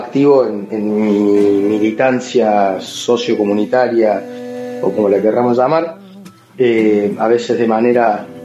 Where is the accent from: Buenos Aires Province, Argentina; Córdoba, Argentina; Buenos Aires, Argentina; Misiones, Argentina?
Córdoba, Argentina; moved away as an adult; soy muy cordobés, creo, me autocatalogo como muy cordobés. Nunca pensé que me iba a ir de Córdoba, al menos a salir a dar esta vuelta, y bueno, ya van a ser 3 años.